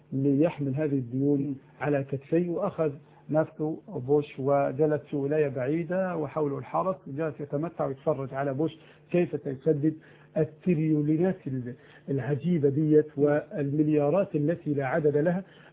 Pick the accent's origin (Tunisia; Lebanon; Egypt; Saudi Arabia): Egypt; عندنا في مصر بفضل الله رادارات تصور الطائرة